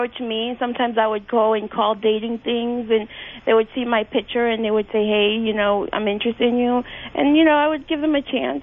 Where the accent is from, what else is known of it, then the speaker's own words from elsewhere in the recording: New York, United States; But I'm from New York, but I used to go up there